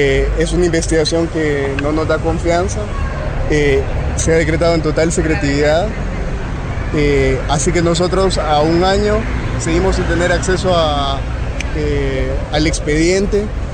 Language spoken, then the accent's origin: Spanish; Honduras; Soy de Honduras